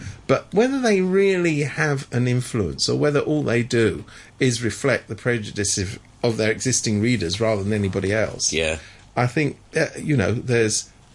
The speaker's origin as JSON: {"language": "English", "country": "United Kingdom", "moved": "yes", "said": "Oh, incidentally, I'm a Brit, but I can't vote because I've been away for too long."}